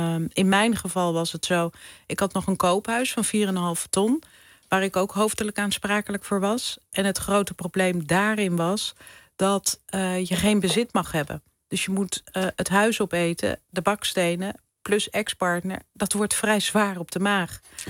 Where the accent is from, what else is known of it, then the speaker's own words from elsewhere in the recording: North Holland, Netherlands; mijn vader die is huisarts geweest. Mijn moeder verpleegkundige. Ik ben in het Gooi opgegroeid. En we woonden altijd heel groot, ruim.